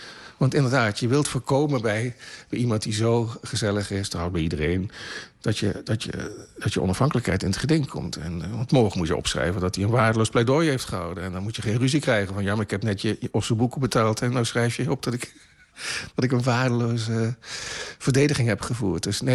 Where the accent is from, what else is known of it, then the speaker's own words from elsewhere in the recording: Limburg, Netherlands; Er zijn mensen die je in de gaten hield als Limburger. Dat doen Limburgers.